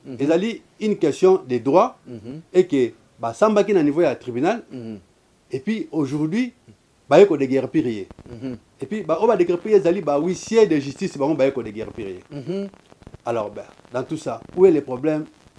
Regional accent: DR Congo; Mais pour autant qu'on est Congolais, je pense qu'on n'est pas ennemis.

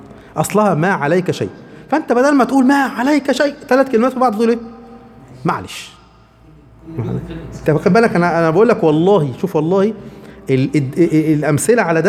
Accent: Egypt; احنا عندنا مصر، بلدنا مصر دي سميت مصر ليه؟

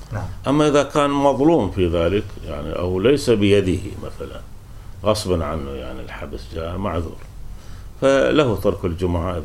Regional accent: Syria; ولذلك حتى عندنا في سوريا

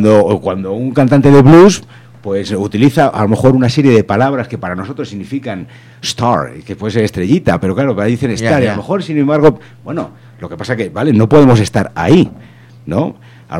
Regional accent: Madrid, Community of Madrid, Spain; el país en el que vivo y conocer una realidad que yo, como burgués castellano y de Madrid, no conocería de otra manera.

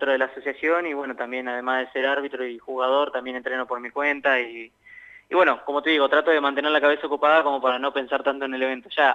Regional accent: La Pampa, Argentina; Soy yo de La Pampa

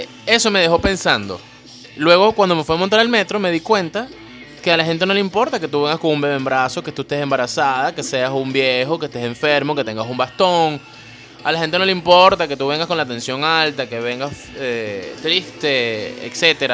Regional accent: Venezuela; no por eso soy menos venezolano que tú

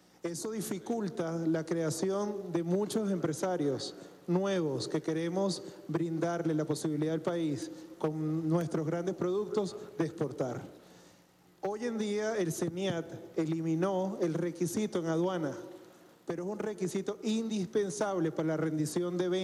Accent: Venezuela; con mercados disponibles para proveer nuestros grandes esfuerzos como venezolanos

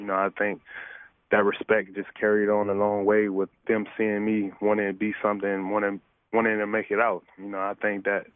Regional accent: Compton, California, United States; growing up in Compton, you know, from the gangs to violence to, you know, everything that comes with it.

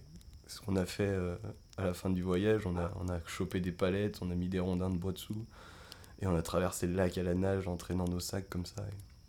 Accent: Auvergne-Rhône-Alpes, France; alors que nous, on vient du Beaujolais, donc le Jura, c'est pas très loin, c'est 1 heure de route, 2 heures de route.

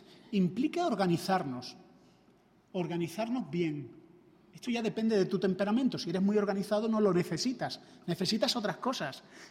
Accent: Andalusia, Spain; Ahora que vengo de Andalucía, los andaluces tenemos, me imagino que en otras comunidades también se dice, ¿no?, la costumbre de poner el pronombre mí delante del nombre

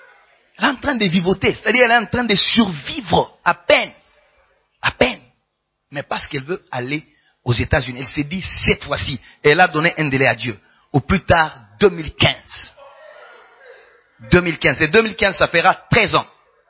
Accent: Kinshasa, DR Congo; Au Congo, particulièrement chez nous, à Kin, il y a celui qu'on appelle Kinois.

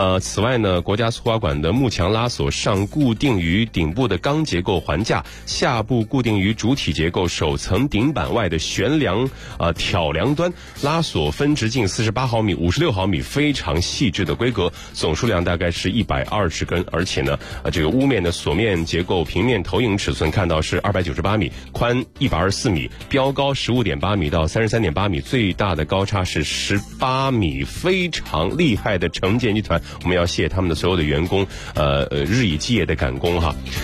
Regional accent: Shandong, China; 这里还有我的故乡，特别的骄傲。

